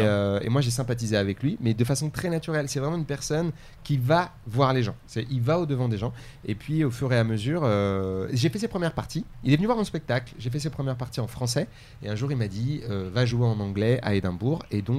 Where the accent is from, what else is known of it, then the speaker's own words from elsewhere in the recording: France; comment les gens voient aussi un peu la France et moi en tant que français